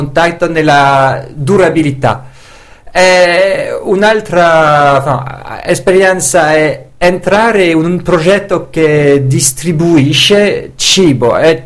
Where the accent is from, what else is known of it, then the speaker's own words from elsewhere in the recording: Belgium; Italian is a second language; Sì, sono belga e ho imparato una bellissima lingua.